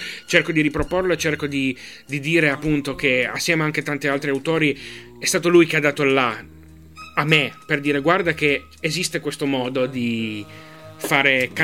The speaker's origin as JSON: {"language": "Italian", "town": "Genoa", "region": "Liguria", "country": "Italy", "said": "dato che io vengo da Genova, non posso esimermi"}